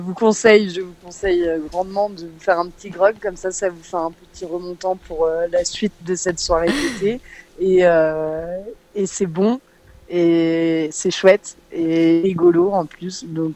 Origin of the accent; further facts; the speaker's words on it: France; le rapport qualité-cuite n'est pas le même que chez nous en France